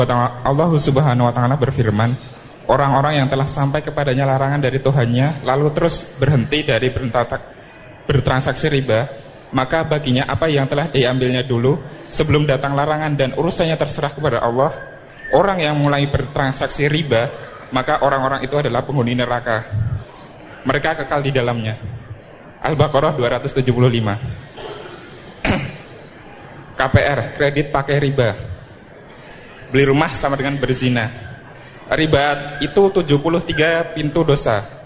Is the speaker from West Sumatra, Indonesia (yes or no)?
no; Cikarang, West Java, Indonesia; Saya berasal dari Perum Cikarang Baru.